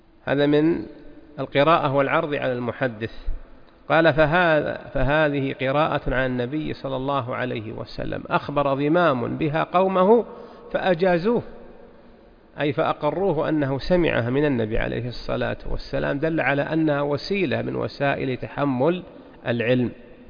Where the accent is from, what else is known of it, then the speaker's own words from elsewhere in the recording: Najd, Saudi Arabia; هي الطريقة المشتهرة عندنا في نجد من قديم